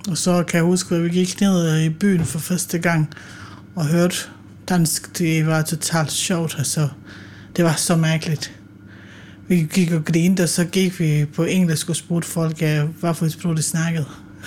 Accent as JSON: {"language": "Danish", "country": "Bosnia & Herzegovina", "tie": "born or raised there", "moved": "yes", "lives_now": "Denmark", "said": "Det er jo mit hjemland, og jeg har jo haft min barndom i Bosnien"}